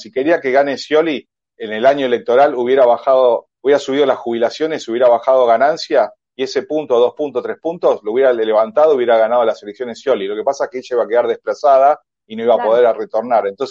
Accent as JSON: {"language": "Spanish", "country": "Argentina", "said": "los únicos que nos estamos perjudicando somos los argentinos."}